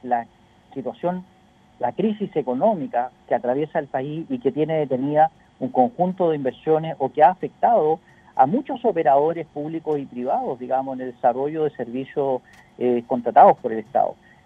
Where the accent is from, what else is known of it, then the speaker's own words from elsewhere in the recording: Chile; Como chilenos estamos llamados a un momento histórico